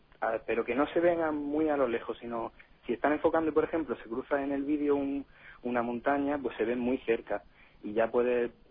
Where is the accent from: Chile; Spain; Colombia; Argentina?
Spain; Almería, Andalusia; now in Granada, Spain; Sí, yo es que vivo aquí en Granada, pero soy de Almería.